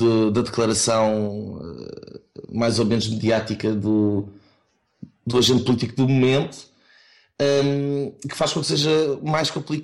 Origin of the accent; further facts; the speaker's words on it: Lisbon, Portugal; also born or lived in Cascais; now in Leuven, Belgium; Já estou aqui há 3 anos, sou originário de Lisboa e Cascais, onde cresci